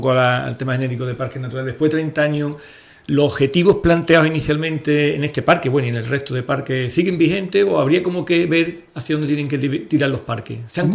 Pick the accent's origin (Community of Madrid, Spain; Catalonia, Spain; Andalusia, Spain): Andalusia, Spain; Ubrique; Yo soy ciudadano del parque, ¿no? Aunque es verdad que soy de Ubrique